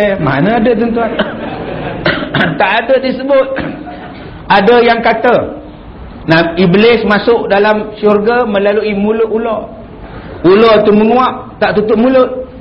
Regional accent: Perak, Malaysia; Macam saya ni orang Perak, datang ke Pantai Kelebang.

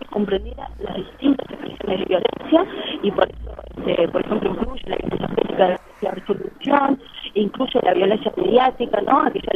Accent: Uruguay; la coordinadora que venimos del Uruguay.

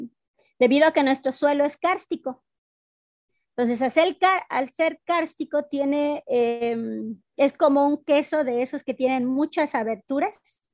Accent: Felipe Carrillo Puerto, Quintana Roo, Mexico; Yo soy de Nojca, Santa Cruz, Balamná, Campo Colchén. Actualmente se llama Felipe Carrillo. Nuestra cultura maya, soy una mujer maya Masehual.

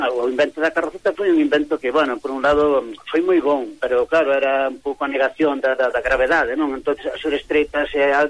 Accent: Lugo, Galicia, Spain; porque somos de Lugo

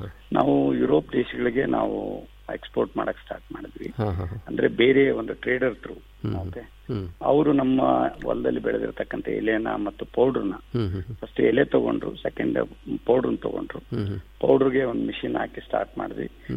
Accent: Budagumpa, Karnataka, India; ನಾನು ಹಳ್ಳಿಯಲ್ಲೇ ಹುಟ್ಟಿ ಕನ್ನಡ ಮೀಡಿಯಂದಲ್ಲೇ ನಾನು ಓದ್ದವನು. ಅಲ್ಲೇ ಒಂದು ಗಂಗಾವತಿ ಹತ್ರ ಕಾರ್ಟಿಗೆ ಬೂದ್ಗುಂಪ ಅಂತ ಒಂದು ಊರಿಂದ

